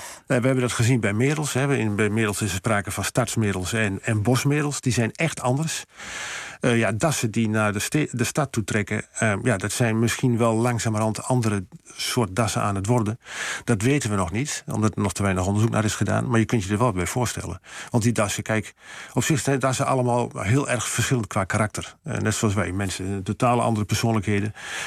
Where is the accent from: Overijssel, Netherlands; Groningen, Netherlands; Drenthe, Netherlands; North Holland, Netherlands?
Overijssel, Netherlands; Kijk, ik ken heel veel mensen van hier die heel graag bij ons in Twente op vakantie komen. Nou, ik liever niet deze kant op, laat ik het zo zeggen.